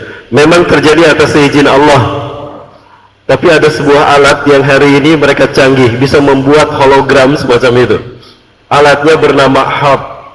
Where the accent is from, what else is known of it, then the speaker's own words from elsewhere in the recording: Bandung, West Java, Indonesia; born there; Saya lahir dari Bandung. Ibu saya orang Bandung, Dayakolot, tapi ayah saya keturunan Padang. Kakek saya Sungai Puar, Bukit Tinggi.